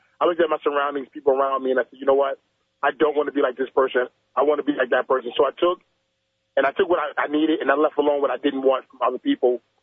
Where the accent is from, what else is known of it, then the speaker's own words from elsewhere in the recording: Brooklyn, New York, United States; growing up in Brooklyn, Brownsville, Brooklyn, New York, same neighborhood as Mike Tyson and Riddick Bowe.